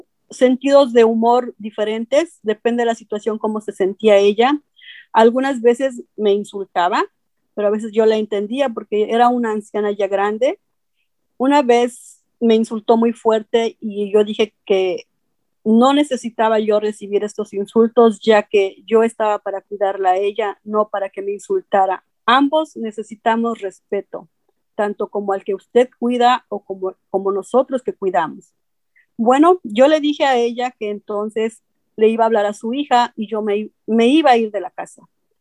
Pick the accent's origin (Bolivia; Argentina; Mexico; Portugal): Mexico; State of Mexico; moved away as an adult; now in Huntington Beach, United States; Soy originaria del Estado de México. Tengo 56 años. Inmigré a los Estados Unidos en 1991. Actualmente vivo en Huntington Beach.